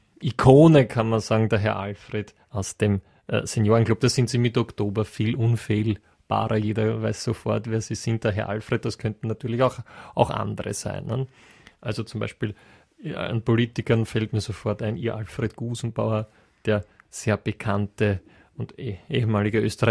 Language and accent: German; United Kingdom; German is a second language; Das sind natürlich schon sprachliche Feinheiten, die ich als Brite, wo ich zweimal drüber nachdenken muss, Radetzky.